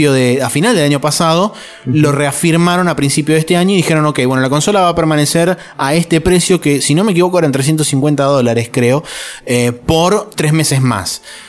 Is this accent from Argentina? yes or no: yes; Argentina; now in United States; no es algo que a nosotros como cultura argentinos nos pase mucho